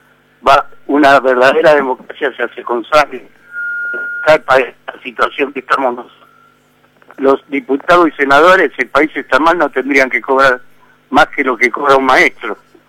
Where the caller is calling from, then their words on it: Moreno, Buenos Aires Province, Argentina; de Moreno.